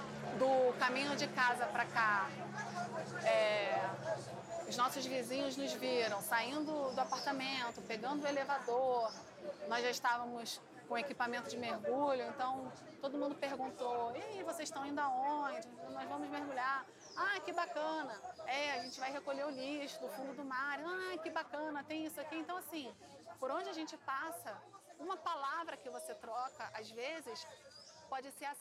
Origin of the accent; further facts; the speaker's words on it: Rio de Janeiro, Brazil; nascida e criada no Rio de Janeiro. Amo essa cidade. E atualmente eu moro aqui na Urca.